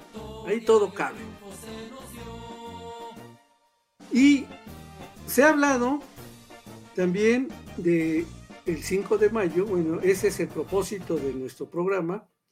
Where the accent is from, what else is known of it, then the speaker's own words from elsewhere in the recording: Mexico; los mexicanos conocemos más o menos bien